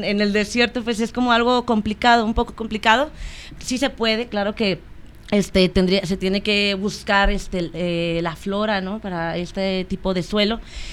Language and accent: Spanish; Ciudad Juárez, Chihuahua, Mexico; born there; soy, bueno, nací en Ciudad Juárez. Mi familia está ahorita en Ciudad Juárez